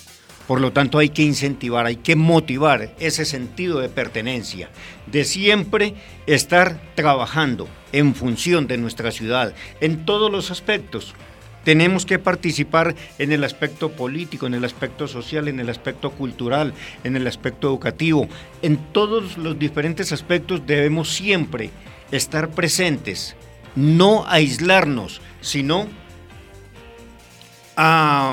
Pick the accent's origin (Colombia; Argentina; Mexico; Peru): Colombia; Victoria, Caldas; now in Soacha, Colombia; Soy de Victoria Caldas.